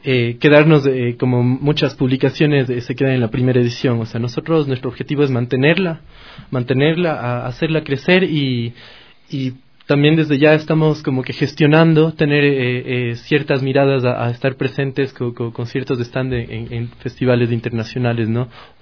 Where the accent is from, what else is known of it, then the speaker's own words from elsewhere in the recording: Ecuador; como ecuatorianos, hacemos cine para ecuatorianos